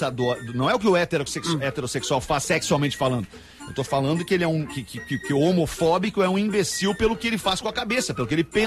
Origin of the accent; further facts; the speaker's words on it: Canoas, Rio Grande do Sul, Brazil; sou de Canoas e estou vendendo uma geladeira.